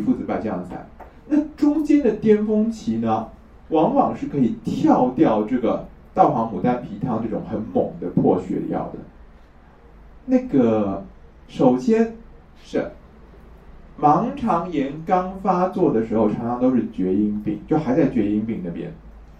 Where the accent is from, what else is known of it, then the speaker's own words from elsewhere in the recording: Taiwan; 可是我们台湾这边就很奇怪，就是很喜欢把小孩的肚子打开来拉掉那个阑尾